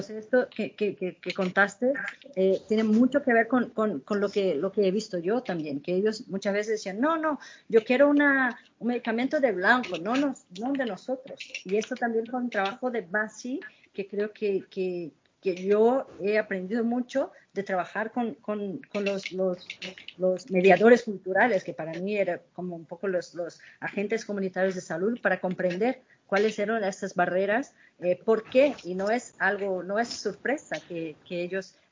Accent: Brazil; Spanish is a second language; Yo, como brasileña, tengo que controlar mi tristeza

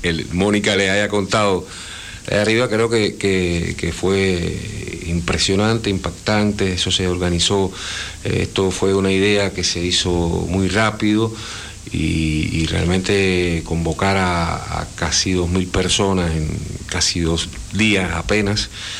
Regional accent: Cuba; se lo quiero agradecer como cubano, que también estamos aquí

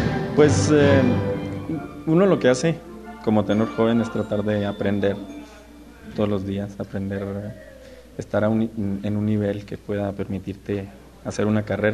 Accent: Chihuahua, Mexico; soy tenor, soy del estado de Chihuahua

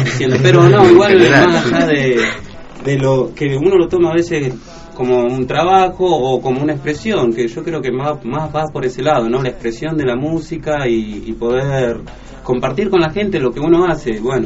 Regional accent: Cipolletti, Río Negro, Argentina; now in El Bolsón, Argentina; Hace 8 meses vengo de Cipolletti y hace 8 meses estoy acá en Bolso.

